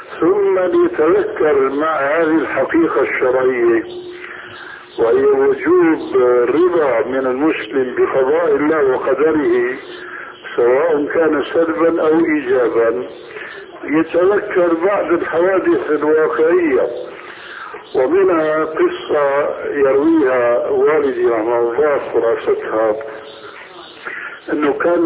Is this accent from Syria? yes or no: yes; Syria